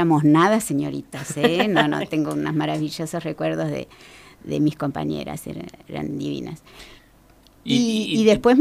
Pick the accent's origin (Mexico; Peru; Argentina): Argentina; Buenos Aires; Yo nací en Villa Urquiza, que es un barrio bien alejado del centro de lo que era Capital Federal en aquel entonces, le decimos CABA, en un barrio bien barrio. Uh-huh. Vivíamos en una casa grande, tipo chorizo, con otras familias.